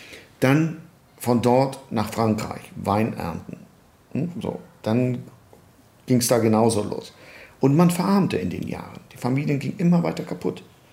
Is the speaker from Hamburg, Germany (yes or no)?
yes; Hamburg, Germany; also born or lived in Poland; Ich bin noch in Polen geboren. Und wir sind 1957 nach Deutschland geflohen. Also wir wollten eigentlich in die Vereinigten Staaten, sind dann in Hamburg hängen geblieben mit der Familie. Und ja, und seit dieser Zeit lebe ich hier in Hamburg, seit 1957. Da war ich gerade knapp 2,5, 3 Jahre.